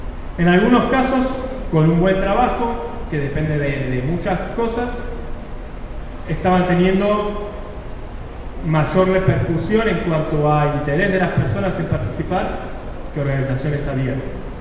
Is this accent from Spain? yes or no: no; Buenos Aires, Argentina; voy a Buenos Aires, yo soy de Buenos Aires.